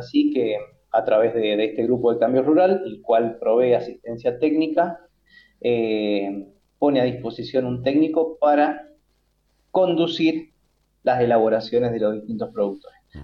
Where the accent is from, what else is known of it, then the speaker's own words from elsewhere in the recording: Mendoza, Argentina; porque somos del Valle de Uco